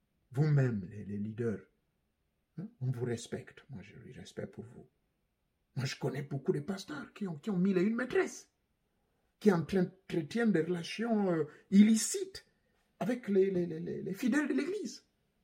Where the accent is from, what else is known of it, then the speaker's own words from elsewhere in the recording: Gabon; chez moi, au Gabon